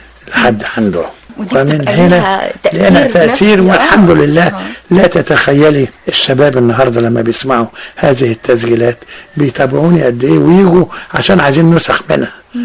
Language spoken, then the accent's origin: Arabic; Egypt; ده كله بيخليني أسعد إن أنا مصري بنتمي إلى بلدي